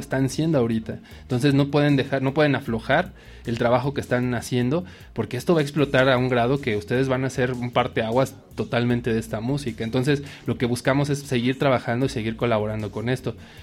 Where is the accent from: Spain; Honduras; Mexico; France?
Mexico; Porque no nada más nosotros como mexicanos creemos que esto está creciendo, ¿no?